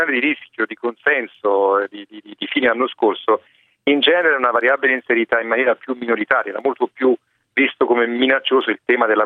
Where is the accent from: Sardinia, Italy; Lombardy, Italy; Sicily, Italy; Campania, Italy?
Campania, Italy; Naples; Sì, sono napoletano